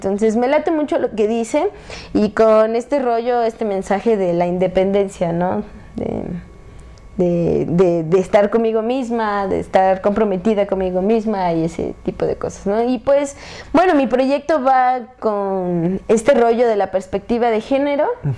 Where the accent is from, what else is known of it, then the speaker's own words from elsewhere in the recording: Atlixco, Puebla, Mexico; soy del municipio de Atlixco, del estado de Puebla